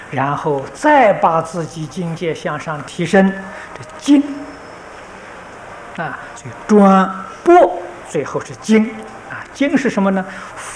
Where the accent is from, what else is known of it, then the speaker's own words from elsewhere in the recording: China; 这不是我们中国人偏心